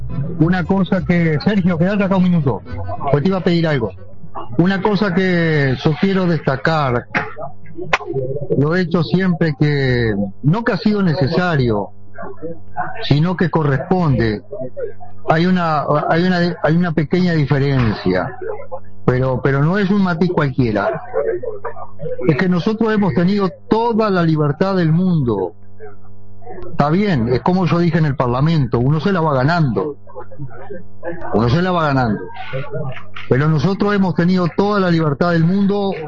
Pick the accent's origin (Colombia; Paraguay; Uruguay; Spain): Uruguay; Paysandú; born there; now in Punta Espinillo, Uruguay; y yo que nací en Paysandú estoy en Punta Espinillo.